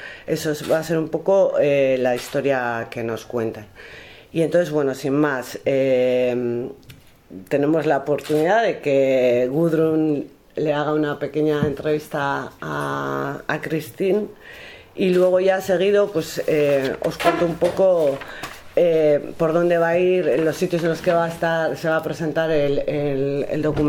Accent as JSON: {"language": "Spanish", "region": "Galicia", "country": "Spain", "moved": "yes", "said": "pues en mi caso vine hace 31 años de Galicia. También podemos decir que soy vasca ya también."}